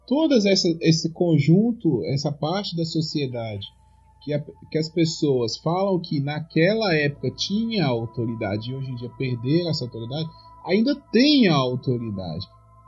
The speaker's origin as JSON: {"language": "Portuguese", "region": "Minas Gerais", "country": "Brazil", "said": "eu sou do interior de Minas Gerais, a minha família é toda de roça, né, e meus avós nasceram numa época que existia um coronelismo muito forte, né?"}